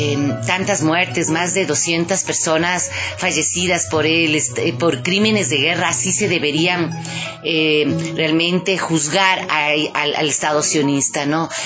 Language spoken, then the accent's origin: Spanish; Ecuador; como pueblo afroecuatoriano y como pueblo ecuatoriano